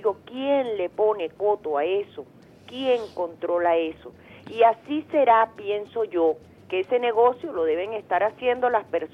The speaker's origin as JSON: {"language": "Spanish", "country": "Venezuela", "said": "Yo digo, como venezolanos, ¿hasta cuándo, Dios mío, vamos a estar en esto?"}